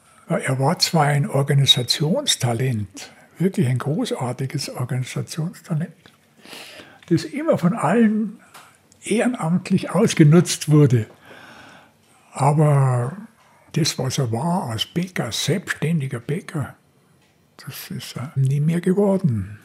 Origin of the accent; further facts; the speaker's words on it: Munich, Bavaria, Germany; born there; 1935 bin ich in der Schraudolfstraße geboren worden. Hier direkt im Herzen Schwabings.